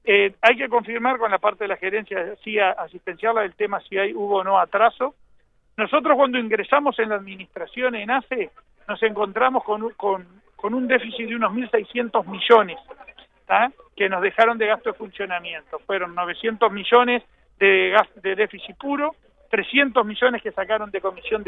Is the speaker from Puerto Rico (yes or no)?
no; Uruguay; Yo como uruguayo siempre protesté por los impuestos que pagamos